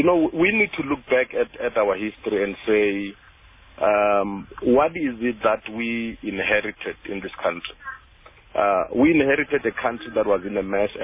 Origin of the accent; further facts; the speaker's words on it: South Africa; So we are proudly South African, and we can stand tall in the rest of the world.